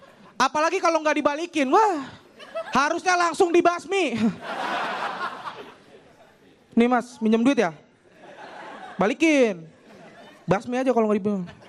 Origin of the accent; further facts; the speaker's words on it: Bekasi, West Java, Indonesia; gue dari Bekasi, gue anak seorang pedagang sayur.